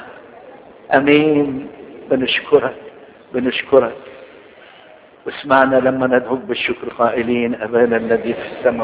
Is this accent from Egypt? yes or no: yes; Egypt; بنوصيك على بلادنا مصر